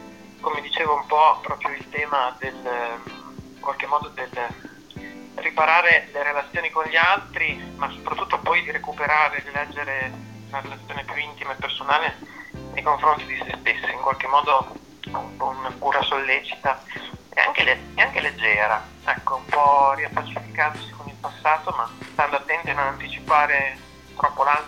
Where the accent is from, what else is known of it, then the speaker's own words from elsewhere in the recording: Baricella, Emilia-Romagna, Italy; perché io vengo da Baricello